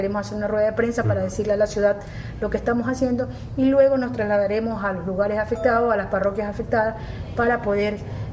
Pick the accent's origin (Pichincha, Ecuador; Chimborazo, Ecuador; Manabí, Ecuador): Manabí, Ecuador; Chone; soy una representante de mi cantón, soy una representante de la gente de mi tierra y tengo esa responsabilidad sobre mis hombres, y hasta el último día que yo esté en la concejalía pues estaré trabajando por Chone